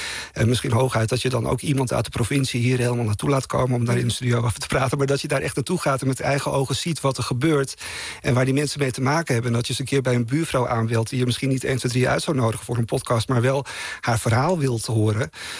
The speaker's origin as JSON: {"language": "Dutch", "region": "Friesland", "country": "Netherlands", "said": "in die hoek in Noordoost-Friesland waar ik vandaan kom, is dat zo gegroeid"}